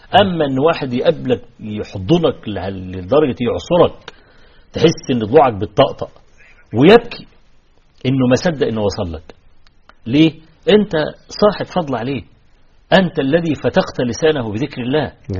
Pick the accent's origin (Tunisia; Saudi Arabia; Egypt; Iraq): Egypt; انا شاب فقير وجاي من مصر وجاي فقط لاطلب العلم عندك